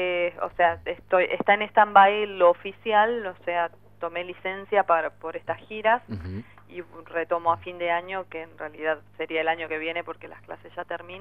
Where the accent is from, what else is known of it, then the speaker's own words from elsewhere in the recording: Ciudadela, Buenos Aires Province, Argentina; si yo crecí en Ciudadela